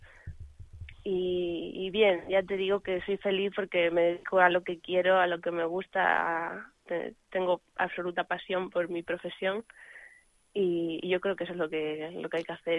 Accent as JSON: {"language": "Spanish", "region": "Extremadura", "country": "Spain", "said": "yo que soy de aquí, de Extremadura, y todavía vivo por aquí, pues tengo más fechas por aquí cerquita"}